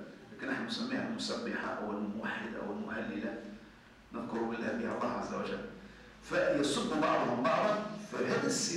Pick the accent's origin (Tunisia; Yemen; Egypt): Tunisia; يعني مثلا عندنا نحن تونسي قديم يقول لك